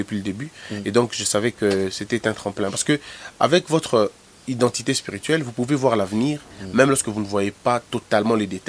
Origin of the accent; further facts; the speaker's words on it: Mbandaka, Équateur, DR Congo; also born or lived in Goma; moi, je viens de Mbandaka. Je suis né à Goma. Mm. J'ai grandi à l'Équateur mm. avec mon père, parce qu'il était, quoi, il est équatorien.